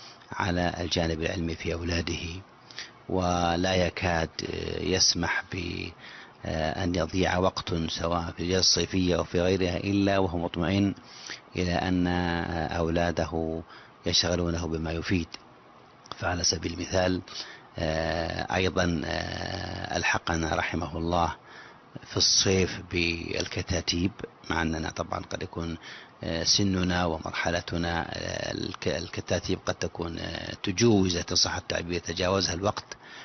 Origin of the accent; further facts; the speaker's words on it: Najd, Saudi Arabia; خاصة النساء عندنا في نجد كان إتقانهن ضعيف جدا جدا القراءة